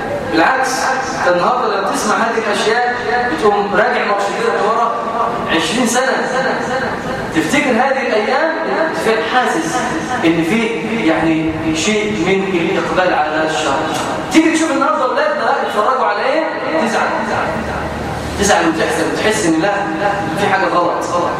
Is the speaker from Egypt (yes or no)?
yes; Egypt; عيب عيب في حق هنا كمصريين